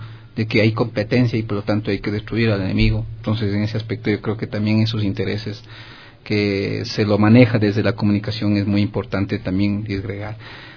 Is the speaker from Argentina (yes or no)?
no; Cayambe, Pichincha, Ecuador; En Cayambe. Esa es mi tierra.